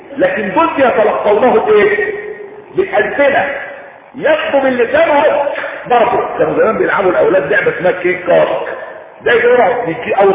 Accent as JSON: {"language": "Arabic", "country": "Egypt", "said": "طبعا في تحميلات عندنا في مصر"}